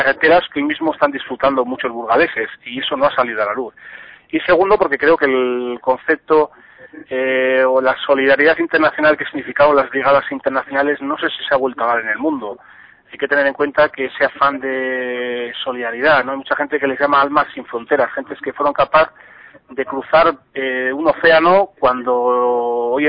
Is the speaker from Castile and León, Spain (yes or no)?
yes; Burgos, Castile and León, Spain; yo soy de Burgos y es algo que me toca